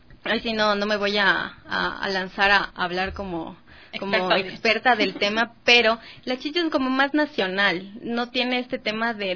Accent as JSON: {"language": "Spanish", "town": "Latacunga", "region": "Cotopaxi", "country": "Ecuador", "said": "Somos unos difíciles los de la Tacunga."}